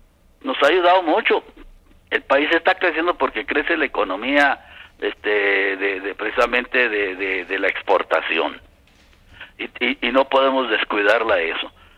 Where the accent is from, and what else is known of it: Mexico